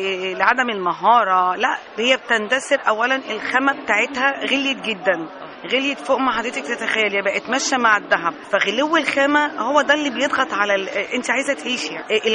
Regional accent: Egypt; انما كحرفيين احنا عندنا في مصر حرفيين ما لهمش حل.

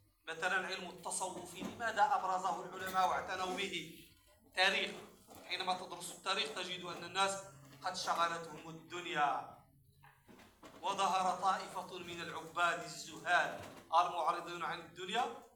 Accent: Morocco; لما ظهرت القهوة والشاي عندنا في المغرب ولم يكن أهل بلدنا يعرفون القهوة

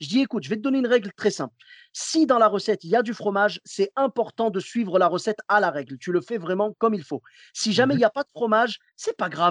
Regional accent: Clermont-Ferrand, Auvergne-Rhône-Alpes, France; Moi, je viens de Clermont-Ferrand. Tu sais, là-bas, c'est le pays du bleu d'Auvergne.

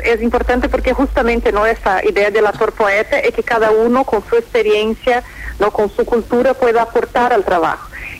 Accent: Brazil; Spanish is a second language; yo que soy brasilera

